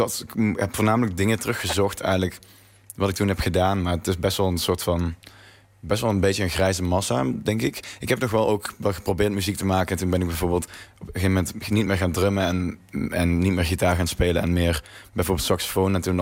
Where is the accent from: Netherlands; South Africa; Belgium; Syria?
Netherlands; North Brabant; accent: Brabant; Maar ik had een groot Brabants accent